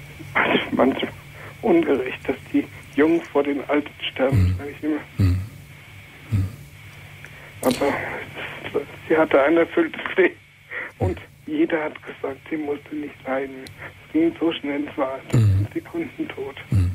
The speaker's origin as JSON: {"language": "German", "region": "Hesse", "country": "Germany", "tie": "born or raised there", "said": "meinen Heimatort, der ist Taunus, in der Nähe von Bad Homburg."}